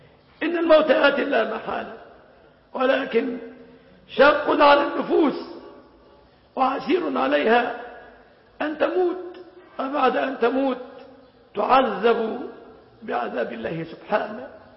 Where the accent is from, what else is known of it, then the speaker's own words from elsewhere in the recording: Egypt; لقد كنا في بلادنا مصر زمنا